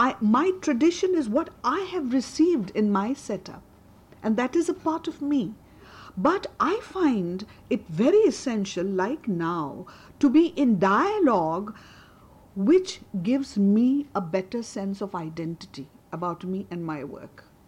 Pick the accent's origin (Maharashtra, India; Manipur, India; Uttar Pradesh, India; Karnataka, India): Maharashtra, India; Mumbai; I come from Bombay. And now Bombay is a metropolis